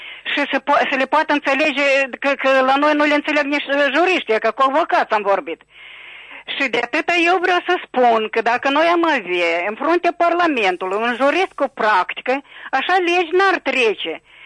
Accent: Chișinău, Moldova; din Chișinău.

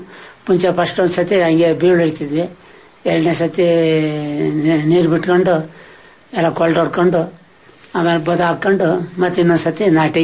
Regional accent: Chitradurga, Karnataka, India; now in Bhadravati, India; ಮೂಲತಃ ನಾವು ಚಿತ್ರದುರ್ಗ ಸರ್.

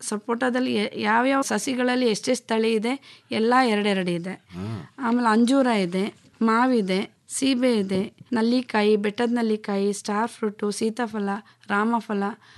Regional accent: Mandya, Karnataka, India; ನಾನು ಮೂಲತಃ ಮಂಡ್ಯದವರು, ಆದರೆ ನಾನು ಕೃಷಿ ಮಾಡ್ತಿರೋದು ಶಿವಳ್ಳಿಯಲ್ಲಿ.

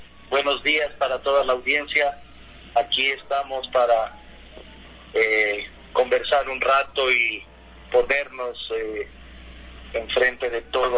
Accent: Loja, Ecuador; Llegamos tres compañeros que estábamos aquí lojanos

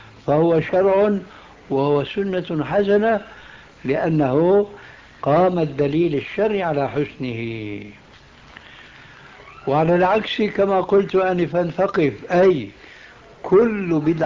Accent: Syria; كما يقولون عندنا في سوريا

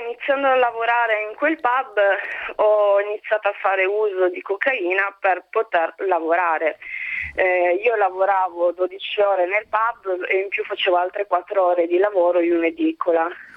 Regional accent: Turin, Piedmont, Italy; Io sono nata e cresciuta a Torino

